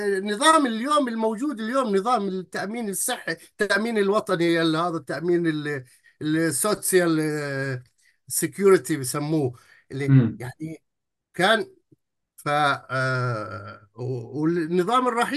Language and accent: Arabic; Palestine; أنا من فلسطين، أنا من داخل الفلسطيني